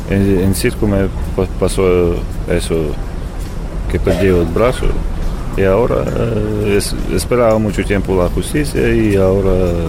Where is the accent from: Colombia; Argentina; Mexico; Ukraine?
Ukraine; Spanish is a second language; now in Spain; Soy de Ucrania.